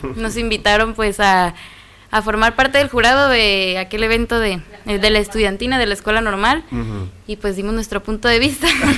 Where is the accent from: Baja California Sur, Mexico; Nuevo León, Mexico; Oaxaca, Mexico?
Baja California Sur, Mexico; Yo soy de Baja California Sur.